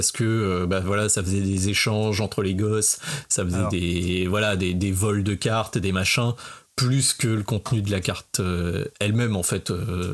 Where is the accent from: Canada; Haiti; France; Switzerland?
France; Mais voilà, chez nous, en France, on a eu les associations